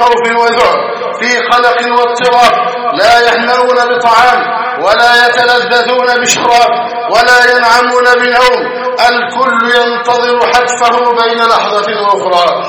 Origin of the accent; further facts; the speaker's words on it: Egypt; اللهم احفظ بلدنا مصر أمن أمانا